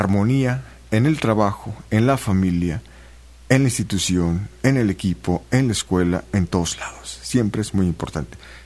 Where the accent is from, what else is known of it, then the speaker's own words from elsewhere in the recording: Veracruz, Mexico; Ya sabes que así somos los juarochos, así somos los jarochos.